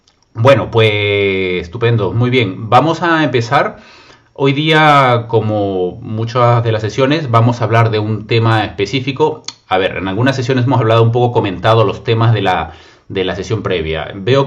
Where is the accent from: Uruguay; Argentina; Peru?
Peru; decían en mi país, en Perú, sábado chico.